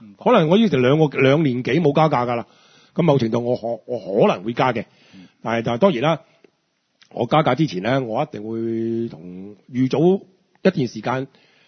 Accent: Hong Kong; 我係香港人，我對住嘅政府 say no，你就要等

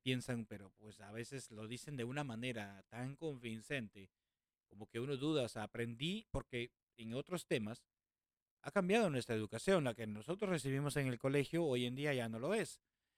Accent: Peru; Crecimos en Sudamérica, al menos Perú, con la historia que conocemos ahora en día

